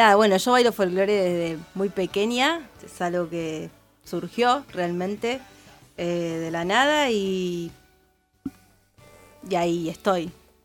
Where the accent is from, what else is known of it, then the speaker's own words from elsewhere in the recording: Punta Alta, Buenos Aires Province, Argentina; Yo vengo desde Punta Alta